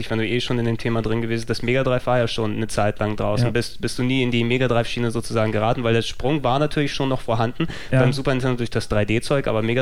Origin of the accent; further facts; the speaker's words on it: Hamburg, Germany; Ich bin Hamburger durch und durch.